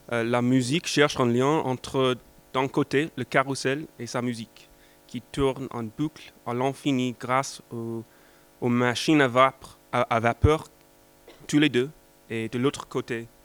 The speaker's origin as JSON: {"language": "French", "country": "United States", "second_language": "French", "said": "je viens des États-Unis."}